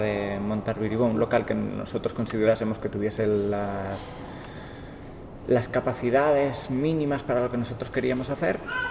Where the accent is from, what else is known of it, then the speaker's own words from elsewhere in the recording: Santander, Cantabria, Spain; now in Madrid, Spain; Yo soy de Santander, llevo en Madrid ya 11 años, va a ser. Y pues como todo, yo me vine aquí a estudiar teatro